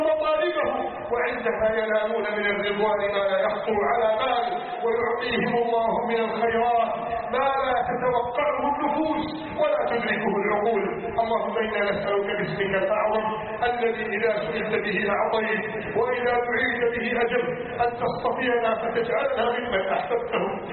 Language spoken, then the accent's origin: Arabic; Egypt; اللهم احفظ بلدنا مصر من كيد الكائدين